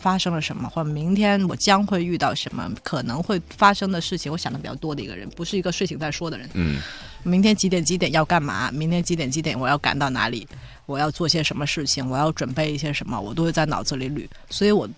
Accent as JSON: {"language": "Chinese", "town": "Shenyang", "region": "Liaoning", "country": "China", "tie": "born or raised there", "said": "就我们沈阳的诗歌。"}